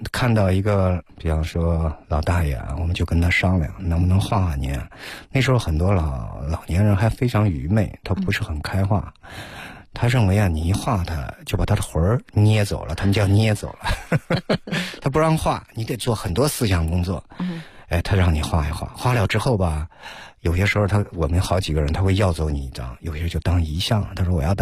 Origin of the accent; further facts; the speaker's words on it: Henan, China; 我是河南的嘛，